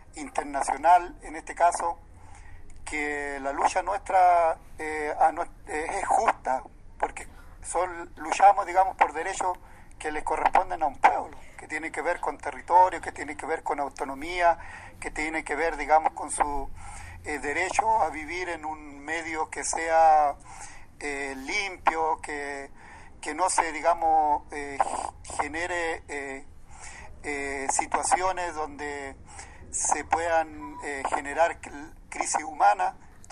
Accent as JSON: {"language": "Spanish", "town": "Huerqueno", "region": "Biobío", "country": "Chile", "said": "soy de Huerqueno, mensajero de las comunidades de la zona de Arauco"}